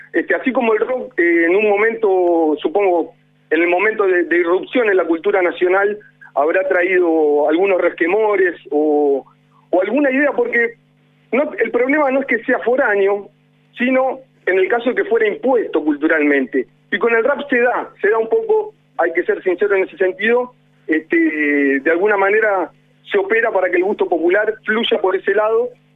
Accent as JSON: {"language": "Spanish", "country": "Argentina", "said": "a mí, siendo argentino, me encanta el tango"}